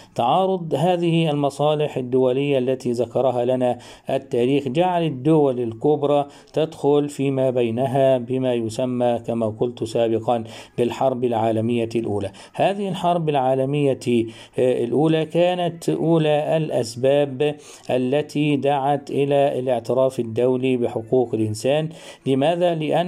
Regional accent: Egypt; ما وجد عندنا في مصر من خضوع مصر للاحتلال البريطاني

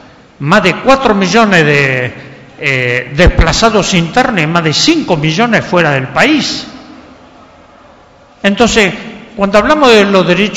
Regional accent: Argentina; tenemos que comenzar a repensar en Argentina, en mi tierra

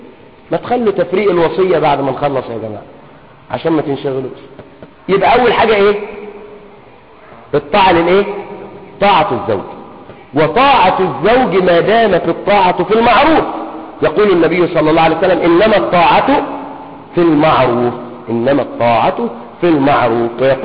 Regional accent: Egypt; خصوصا في عرفنا نحن كمصريين أن تخدمه.

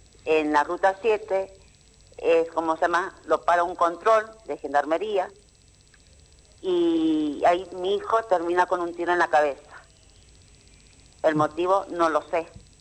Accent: San Luis, Argentina; Él vivía acá en San Luis, con nosotros somos de San Luis

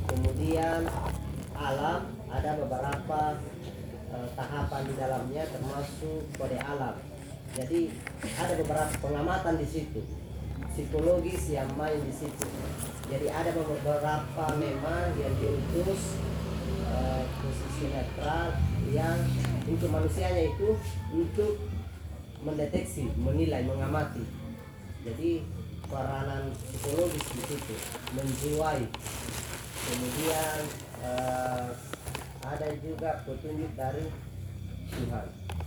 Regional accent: Tanah Toa, South Sulawesi, Indonesia; jadi kalau di desa kami itu desa Tanah Toa 90% di pertanian.

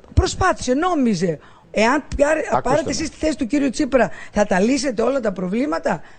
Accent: Greece; Εγώ είμαι μια Ελληνίδα φορολογούμενη, όπως όλοι οι Έλληνες

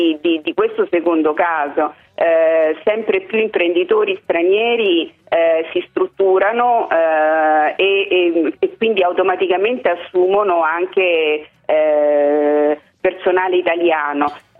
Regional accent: Santo Domingo, Dominican Republic; Santo Domingo.

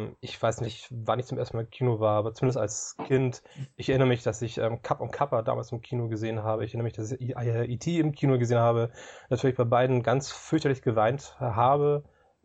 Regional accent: Hamburg, Germany; ich komme aus Hamburg, ich bin aktuell 42 Jahre alt.

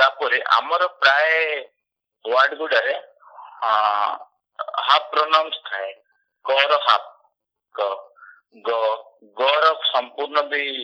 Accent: Odisha, India; ଆଉ ମୋ ଗାଁ ହଉଛି ମୟୂରଭଞ୍ଜ ବୁଲଙ୍କର।

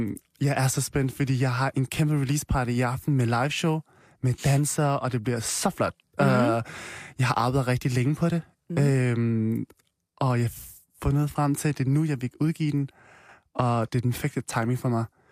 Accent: Vietnam; Jeg er fra Vietnam

